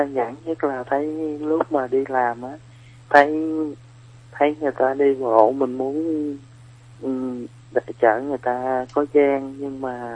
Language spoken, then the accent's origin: Vietnamese; Mekong Delta, Vietnam; now in Bình Dương, Vietnam; Dạ, em quê thì ở miền Tây với chị.